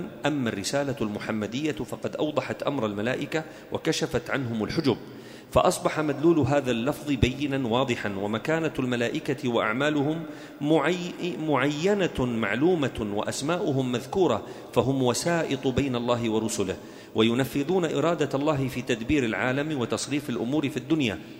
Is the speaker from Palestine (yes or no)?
no; Da'el, Daraa Governorate, Syria; نحن قريتنا في درعا اسمها داعل، أصلها دائيل، يعني بيت الآلهة